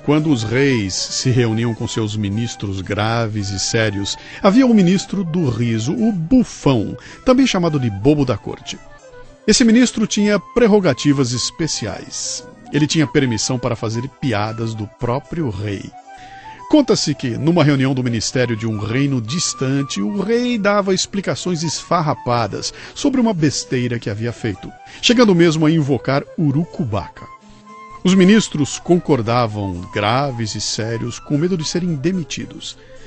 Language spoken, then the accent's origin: Portuguese; Minas Gerais, Brazil; me lembrei com saudade da minha infância em Minas.